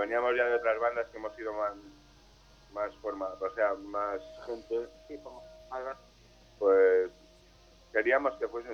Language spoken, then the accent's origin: Spanish; Cabezón de Cantabria, Cantabria, Spain; Somos de Cabezón de Cantabria.